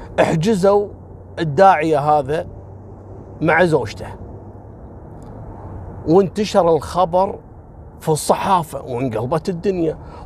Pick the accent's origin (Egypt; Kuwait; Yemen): Kuwait; وألقوا القبض عليها هني عندنا في الكويت